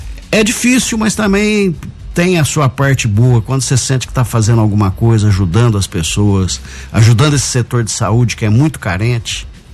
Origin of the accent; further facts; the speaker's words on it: Guaxupé, Minas Gerais, Brazil; Eu sou de Guaxupé mesmo, natural de Guaxupé.